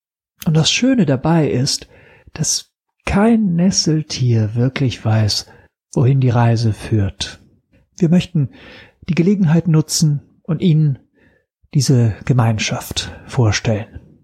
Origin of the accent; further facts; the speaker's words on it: Italy; German is a second language; now in Berlin, Germany; Ich komme aus Italien und lebe erst seit 7 Jahren in Berlin. Daher die viele Sprachfehler, für die ich mich natürlich entschuldigen muss.